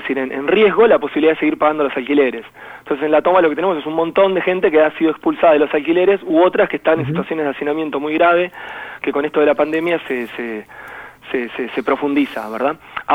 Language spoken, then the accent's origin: Spanish; Longchamps, Buenos Aires Province, Argentina; yo soy de Longchamps, estoy muy cerquita de la toma, viví siempre acá, vengo de una familia obrera